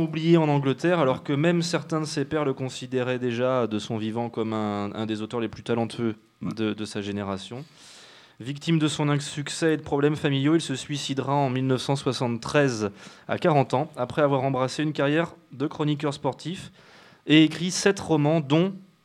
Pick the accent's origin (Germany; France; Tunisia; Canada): France; que nous, on est français.